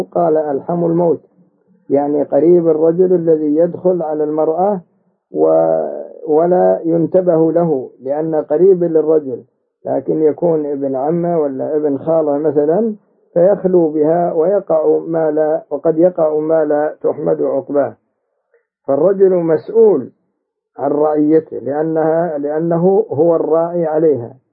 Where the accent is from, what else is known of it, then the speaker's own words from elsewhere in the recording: Saudi Arabia; كما هو موجود عندنا في المملكة العربية السعودية